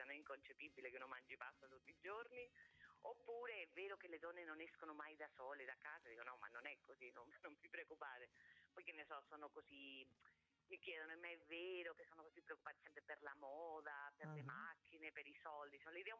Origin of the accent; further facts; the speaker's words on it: Spain; nel mio paese, in Spagna, sarebbe proprio inconcepibile